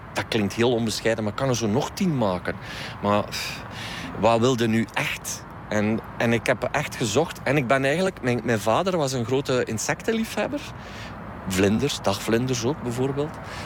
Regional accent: East Flanders, Belgium; Ik ben een Oost-Vlaming, dit is Antwerpen. En eigenlijk komen wij hier niet zoveel. Ook al woon ik hier 20 minuutjes vandaan, de taal is ook anders.

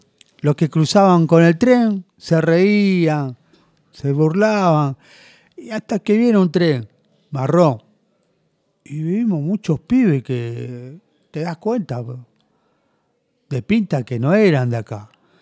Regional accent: Buenos Aires, Argentina; Yo soy de acá de Capital

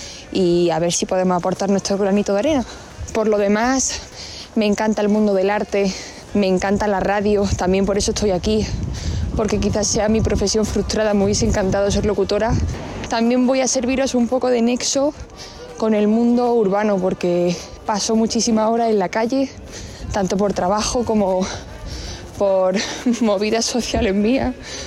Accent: Granada, Andalusia, Spain; now in Madrid, Spain; Soy periodista, vivo ahora mismo en Madrid, pero soy de Granada

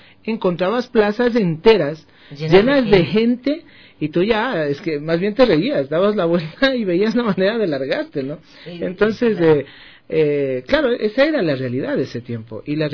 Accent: Ecuador; ahora como ecuatorianos, aceptemos una integración, no les integremos a los migrantes que ahora vienen acá.

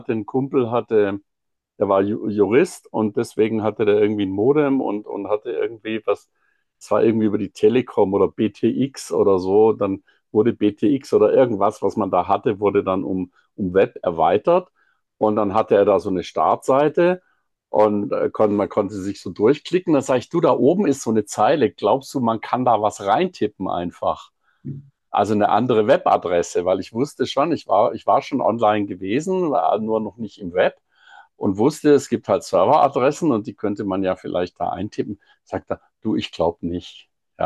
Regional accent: Singen, Baden-Württemberg, Germany; born there; Also, ich bin zwar in Singen geboren

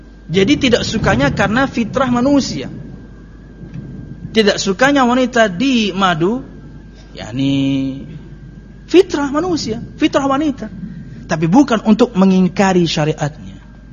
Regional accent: Pekalongan, Central Java, Indonesia; born there; Saya dan kakak saya itu, saya nomor 6 dia nomor 5, kami berdua lahir di Pekalongan sebenarnya.

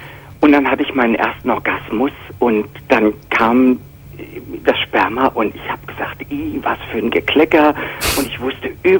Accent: Frankfurt, Hesse, Germany; also born or lived in Cologne; Nee, aber ich bin meistens in Frankfurt groß geworden.

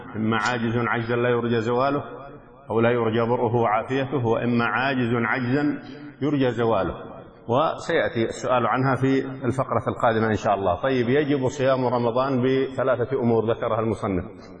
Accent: Yemen; فلو رأينا الهلال مثلا عندنا في اليمن

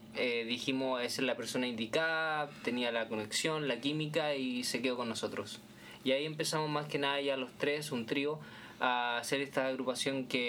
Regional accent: Chile; now in New York, United States; soy chileno. Llevo bastante años acá, residiendo acá en Nueva York.

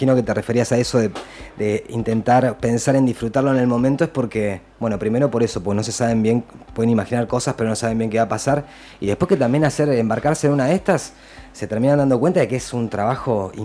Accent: Río Negro, Argentina; Yo no soy de acá, soy de Río Negro y también tengo como un acercamiento al río de toda la vida.

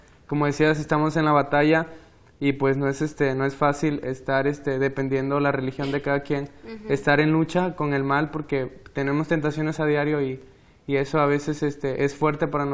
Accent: Tabasco, Mexico; estudio segundo año de medicina y vengo del estado de Tabasco.

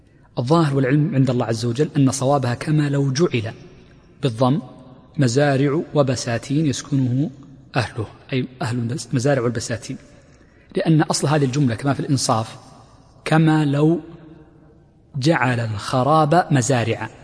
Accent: Mecca, Makkah Province, Saudi Arabia; وهكذا بعض المدن المتقاربة جدا عندنا في مكة

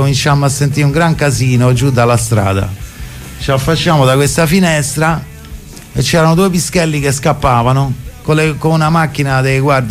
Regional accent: Rome, Lazio, Italy; noi devi calcolare che avevamo 17-18 anni, veniamo anche da quartieri popolari, perché io sono di Testaccio

